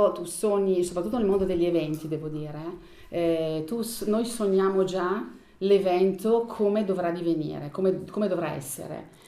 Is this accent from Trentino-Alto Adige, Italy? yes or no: yes; Folgaria, Trentino-Alto Adige, Italy; ho 58 anni e sono di Folgaria